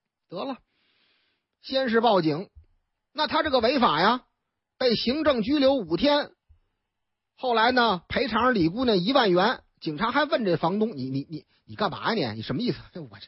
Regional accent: Northeast China, China; now in Beijing, China; 北京有一位，哎呀妈呀，打我们东北老家来的

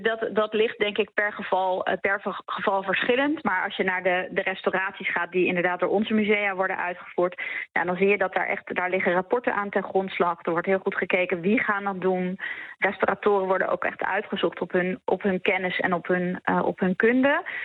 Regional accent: Utrecht, Netherlands; Ik kom zelf ook uit Utrecht

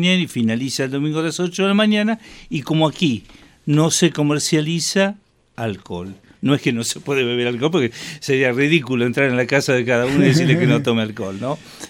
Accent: Buenos Aires, Argentina; cuando yo estuve solo acá, porque nosotros somos de Buenos Aires

